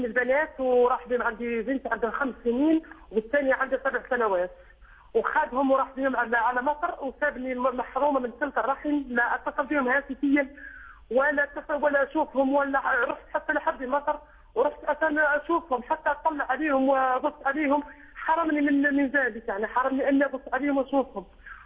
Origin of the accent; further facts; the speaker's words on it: Morocco; now in Italy; أنا يكون مغربية مقيمة في إيطاليا.